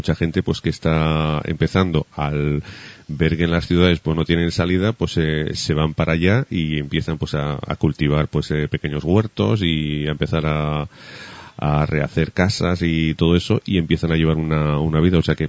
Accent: Aragon, Spain; yo que soy de Aragón

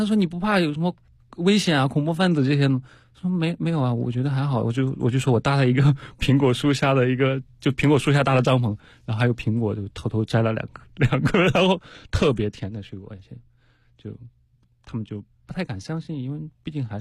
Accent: China; 我是中国人

